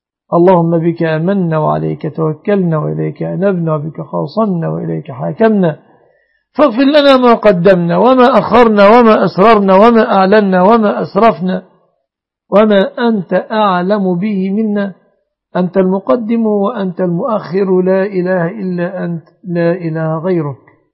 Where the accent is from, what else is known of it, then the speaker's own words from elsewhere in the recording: Egypt; احفظ بلادنا مصر آمنة مطمئنة وبلاد المسلمين.